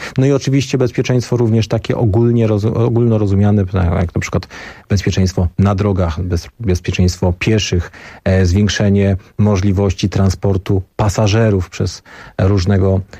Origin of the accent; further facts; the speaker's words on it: Bielsko-Biała, Silesian Voivodeship, Poland; Zresztą ja pochodzę z Bielska Białej, to jest miasto na południu Polski.